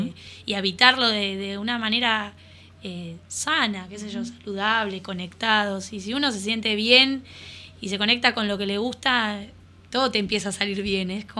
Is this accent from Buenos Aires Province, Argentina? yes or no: yes; La Plata, Buenos Aires Province, Argentina; sino que estoy acá, soy platense